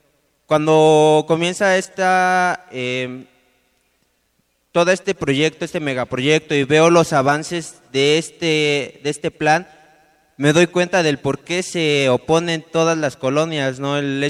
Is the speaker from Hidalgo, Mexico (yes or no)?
no; State of Mexico, Mexico; Dije, bueno, soy del Estado de México, conecta al DF, estudio en el DF